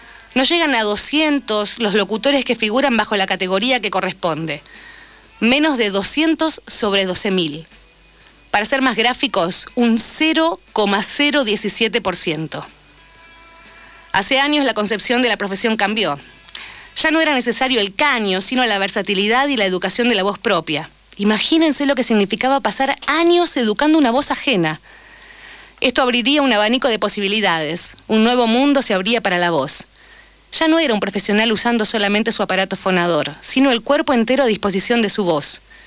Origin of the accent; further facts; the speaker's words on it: Argentina; como también somos ciudadanos argentinos, nuestro problema no muere ahí